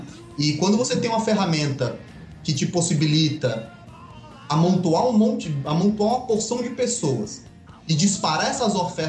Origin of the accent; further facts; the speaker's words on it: Alagoas, Brazil; Eu sou de Alagoas